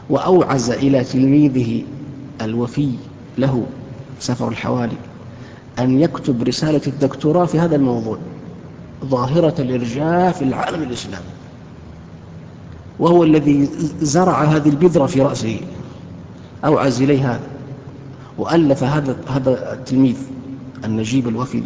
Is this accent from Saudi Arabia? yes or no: yes; Saudi Arabia; كانوا عندنا في السعودية